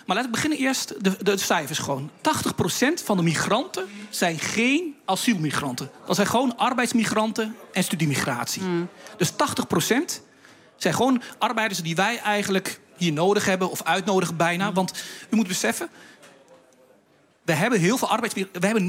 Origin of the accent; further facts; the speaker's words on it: Netherlands; Dat is werk wat ik als Nederlander naast mijn collega's kan doen. Ik krijg die 30% korting niet, omdat ik een Nederlander ben.